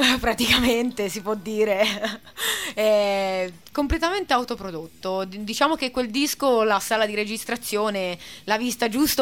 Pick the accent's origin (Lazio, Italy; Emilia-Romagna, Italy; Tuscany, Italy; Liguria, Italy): Tuscany, Italy; Massa; No, sono di Massa.